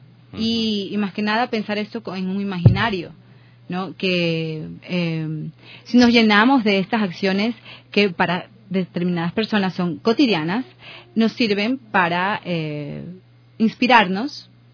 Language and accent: Spanish; Ecuador; moved away; yo vine de Quito, de Guayaquil, a vivir aquí en el 2011.